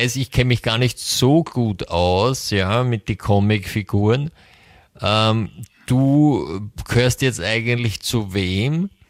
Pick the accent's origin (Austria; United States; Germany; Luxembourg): United States; German is a second language; wenn zwei Amerikaner gemeinsam eine österreichische Live-Sendung machen